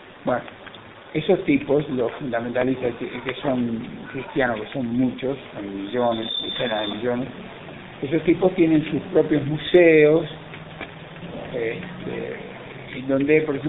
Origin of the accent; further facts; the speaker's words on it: Montevideo, Uruguay; Yo me crié en Uruguay, en Montevideo.